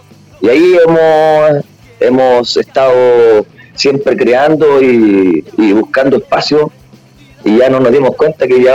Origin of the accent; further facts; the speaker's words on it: Valparaíso, Chile; Somos de Valparaíso, una ciudad porteña antifascista allá en Chile.